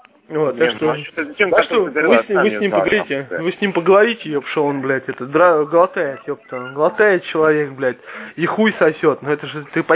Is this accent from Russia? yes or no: yes; Zaprudnya, Moscow Oblast, Russia; В Запрудне, конечно, мы коренные все.